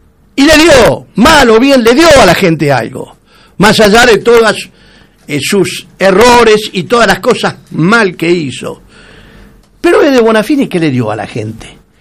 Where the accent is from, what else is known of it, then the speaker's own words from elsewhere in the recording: Argentina; Yo no soy ni macrista ni kirchnerista, soy argentino.